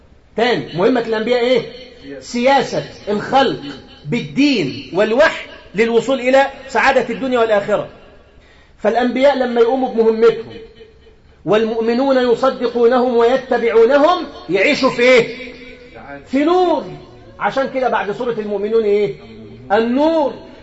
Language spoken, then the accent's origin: Arabic; Egypt; أنا مصري، أنا مصري وسني